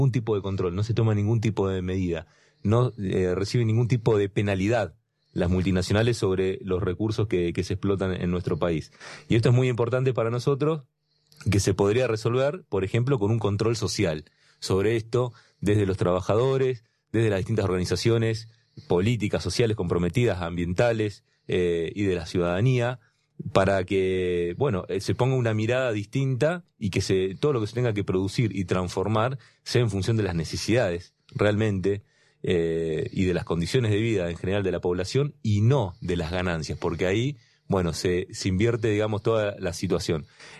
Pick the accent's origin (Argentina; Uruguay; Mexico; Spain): Argentina; Neuquén; Yo vengo de la provincia de Vaca, sí, Muerta